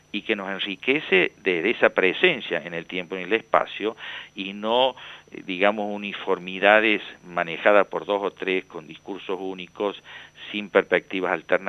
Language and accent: Spanish; Córdoba, Argentina; accent: Cordobés; usted sentirá mi tonada cordobesa